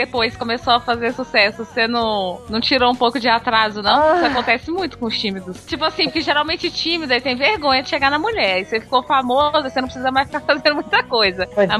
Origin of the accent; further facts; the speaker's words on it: Brasília, Federal District, Brazil; now in Curitiba, Brazil; Eu sou de Brasília, mas eu moro em Curitiba tem 8 anos.